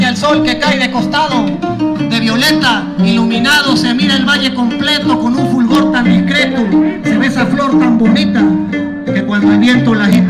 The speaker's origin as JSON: {"language": "Spanish", "region": "Veracruz", "country": "Mexico", "said": "Es una décima de mi región, yo soy del centro de Veracruz. Yo soy de la zona cañera, que está al pie de la sierra, por toda la ribera del Papaloapa, por toda esa zona, Tuxtepec, Córdoba, Alvarado, Tlacotalpa, Cozamaloapa"}